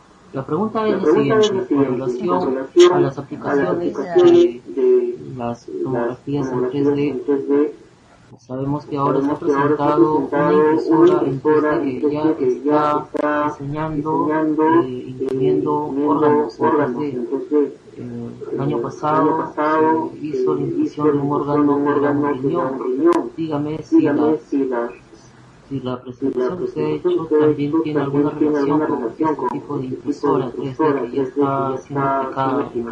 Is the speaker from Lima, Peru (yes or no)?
yes; Lima, Peru; de Lima, Perú.